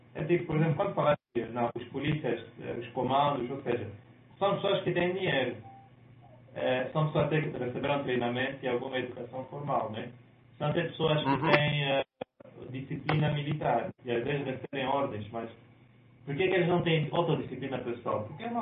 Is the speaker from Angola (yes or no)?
yes; Angola; eu sou angolano